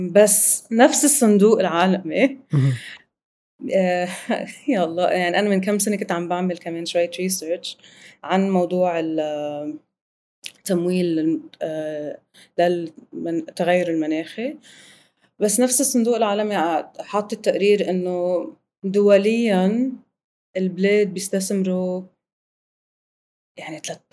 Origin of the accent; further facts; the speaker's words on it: Lebanon; أنا من لبنان